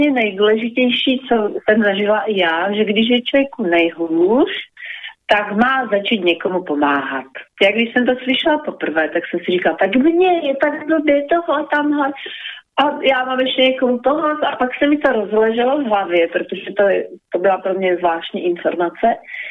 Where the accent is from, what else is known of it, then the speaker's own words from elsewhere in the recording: Slovakia; Czech is a second language; A i když jsem Slovenka, tak to ráda používám, protože se mi to líbí.